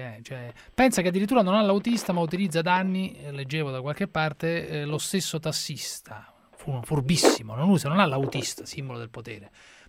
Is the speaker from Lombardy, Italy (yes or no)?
no; Rome, Lazio, Italy; io da romano, anche se non abito a Milano, sono a favore dei pedaggi sul raccordo anulare da una vita